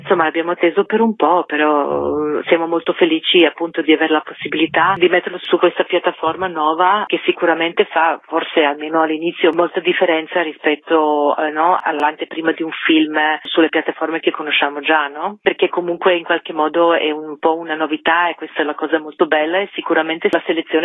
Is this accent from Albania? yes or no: no; Belgrade, Serbia; also born or lived in Turin; now in Rome, Italy; Io di origine sono di Belgrado, però da tanto tempo che non ci vivo, insomma vivo in Italia da tantissimo tempo, prima a Torino e poi a Roma